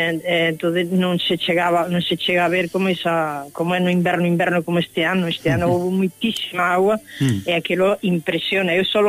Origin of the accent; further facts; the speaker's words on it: Galicia, Spain; Entón, por aí ese rincocho, víase Fisterra desde a miña aldea.